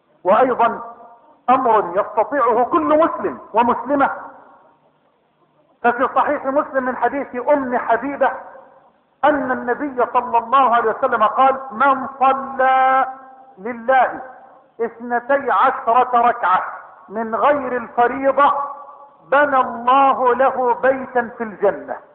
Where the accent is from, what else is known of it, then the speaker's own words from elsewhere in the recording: Egypt; اللهم إنا نسألك أن تجعل بلدنا مصر واحة للأمن والأمان